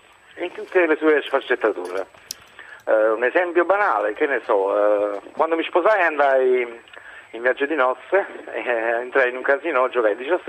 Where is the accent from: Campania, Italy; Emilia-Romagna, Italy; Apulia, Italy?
Campania, Italy; Naples; io sono napoletano e da buon superstizioso dovrei esserlo così fino in fondo. Però io sono nato il 17, oggi faccio 50 anni.